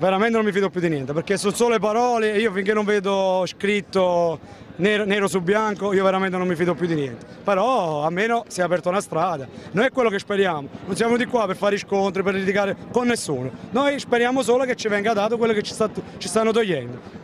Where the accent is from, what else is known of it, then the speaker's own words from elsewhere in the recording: Castellammare di Stabia, Campania, Italy; moved away as an adult; now in Genoa, Italy; Io sono di Castellammare di Stabia, però vivo a Genova da 10 anni.